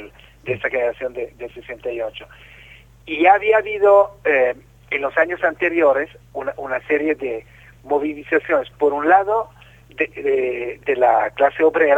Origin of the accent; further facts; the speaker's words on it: Milan, Lombardy, Italy; yo nací en 1952 en Milán, Italia.